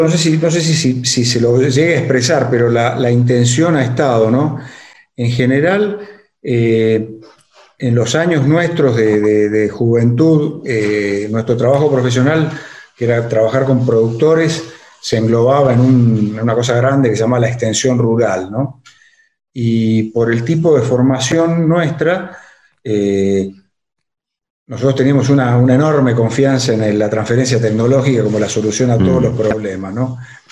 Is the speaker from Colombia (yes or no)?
no; Villa Mercedes, San Luis, Argentina; born there; now in Buenos Aires, Argentina; Yo soy nacido en Villa Mercedes, en San Luis. Pero mira. Por el trabajo de mi papá, viajamos por varios lados y finalmente recalé en Buenos Aires a estudiar.